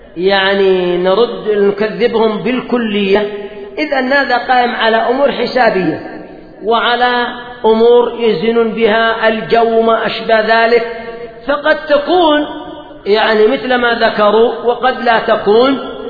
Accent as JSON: {"language": "Arabic", "country": "Yemen", "said": "الآن مثلا عندنا في اليمن المعتاد أن الأمطار تأتي في الصيف وفي الخريف"}